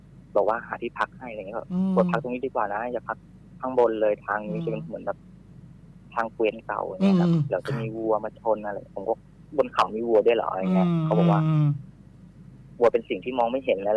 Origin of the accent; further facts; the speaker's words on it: Bangkok, Thailand; ต้องบอกก่อนว่าผมเป็นคนกรุงเทพใช่ไหมครับ